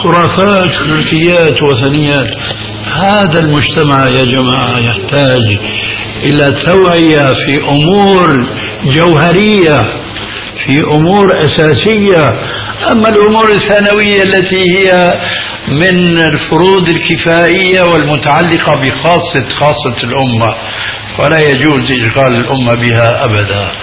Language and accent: Arabic; Syria; نحن نعرف عندنا في الشام في ضلالة نجد أثرا منها في هذه البلاد أيضا